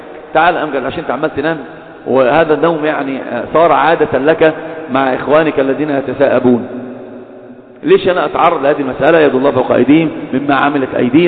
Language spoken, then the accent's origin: Arabic; Alexandria, Alexandria Governorate, Egypt; احنا انا اسكندراني لما اتكلم عارف، لما اتكلم بقول بنتفش، احنا رايحين احنا جايين، وانا الواحد هو دي لغتنا،